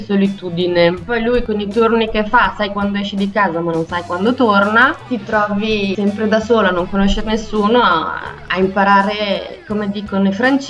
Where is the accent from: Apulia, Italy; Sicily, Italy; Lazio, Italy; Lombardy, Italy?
Lombardy, Italy; Pavia; moved away as an adult; now in Montreal, Canada; arrivo dal nord Italia, precisamente da Pavia. Sono arrivata a Montreal 2 anni fa per seguire mio marito